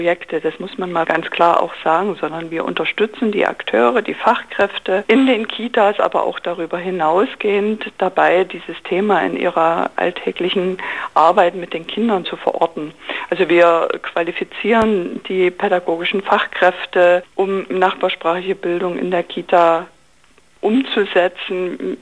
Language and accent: German; Zittau, Saxony, Germany; Also ich bin selber aus Zittau und wir gehen ganz viel nach Liberec